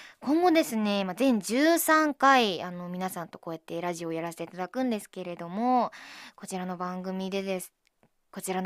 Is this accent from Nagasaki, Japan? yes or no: no; Miyagi, Japan; 私宮城出身っては言ってるんですけど、そこまでこう訛りが強い場所にいたわけじゃないので、ちょっと訛りわかんないんですよね